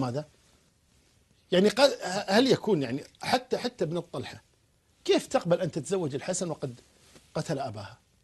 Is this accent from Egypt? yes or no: no; Kuwait; عندنا في الكويت